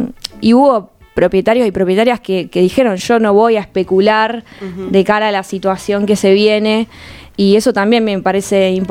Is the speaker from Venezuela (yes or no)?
no; La Plata, Buenos Aires Province, Argentina; Yo soy platense, o sea que toda la vida acá, estudié acá, crecí acá.